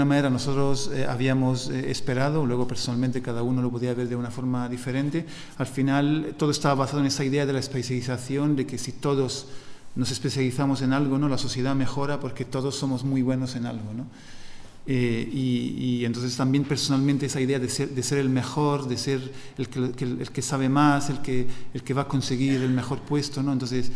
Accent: Italy; Spanish is a second language; y yo también soy italiano, ¿no? Y lo hemos tenido.

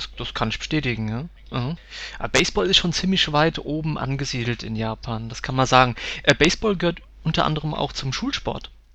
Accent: Rhineland-Palatinate, Germany; Und ich komme ja ganz aus der Nähe von Mainz.

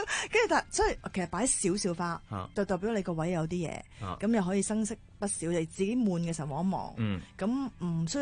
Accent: Hong Kong; 我哋香港人效率高。

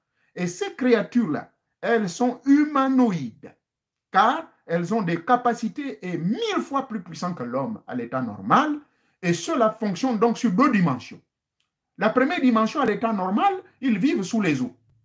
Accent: Gabon; chez nous au Gabon

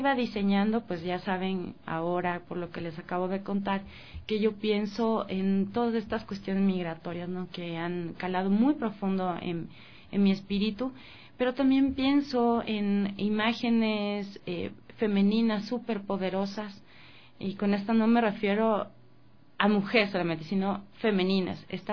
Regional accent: Quito, Pichincha, Ecuador; cuando me preguntan de dónde yo soy, intento no responder que soy quiteña, soy ecuatoriana. Mi respuesta es, yo soy fronteriza, porque de esa manera no niego el lugar de donde nací

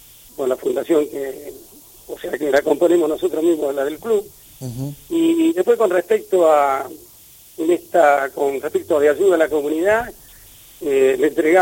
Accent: Escalada, Buenos Aires Province, Argentina; Escalada es mi tierra. Yo siempre digo, yo nací en Escalada, voy a morir en Escalada. Es mi pueblo, Escalada. Que sigue teniendo esencia de pueblo, ¿no?

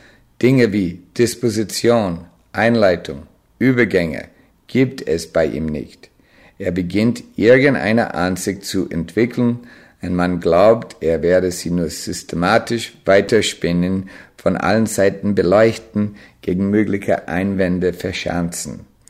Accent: United States; German is a second language; Als Amerikaner sehe ich das anders.

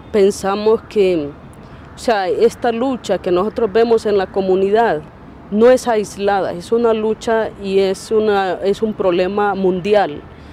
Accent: Honduras; yo vengo del sur occidente de Honduras, de una zona más rural, indígena, de sierras, frontera con el oriente de El Salvador

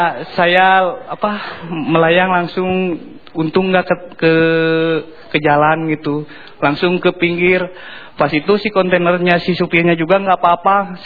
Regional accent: Bandung, West Java, Indonesia; saya orang Bandung

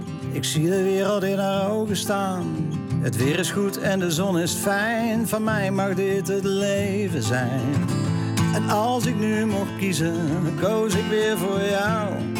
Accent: Tilburg, North Brabant, Netherlands; born there; also born or lived in Hilvarenbeek; En ik ben geboren in Tilburg en ging naar Hilvarenbeek.

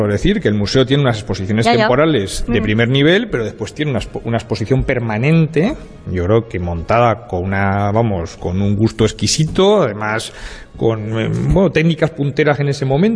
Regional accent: Madrid, Community of Madrid, Spain; now in Alicante, Spain; yo soy de Madrid, soy profesor de la Universidad de Alicante

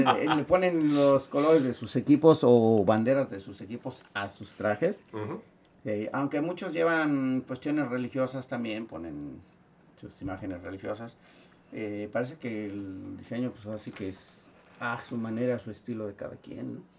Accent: Cuernavaca, Morelos, Mexico; Sí, yo soy de Morelos, ¿verdad? Yo de Cuernavaca, Morelos

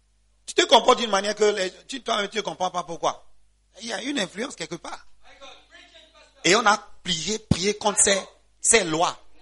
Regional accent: Gabon; ok, moi, je suis gabonais

